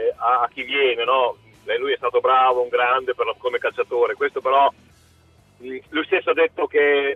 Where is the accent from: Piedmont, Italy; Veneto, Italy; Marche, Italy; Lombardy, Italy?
Marche, Italy; Pesaro; sono di Pesaro